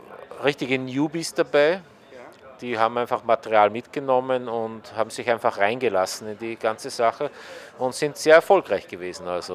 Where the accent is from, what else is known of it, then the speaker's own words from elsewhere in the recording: Linz, Upper Austria, Austria; Linz, Österreich.